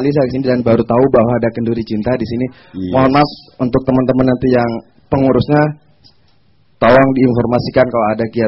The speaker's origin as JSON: {"language": "Indonesian", "town": "Sumenep", "region": "East Java", "country": "Indonesia", "said": "asal saya dari Madura. Kemudian asli Madura, kalau yang tahu Madura daerah Sumenep."}